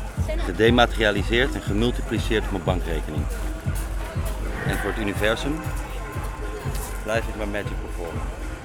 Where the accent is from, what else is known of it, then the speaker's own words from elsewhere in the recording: Netherlands; born there; Ik ben geboren in Nederland, maar opgeleid als magier in India.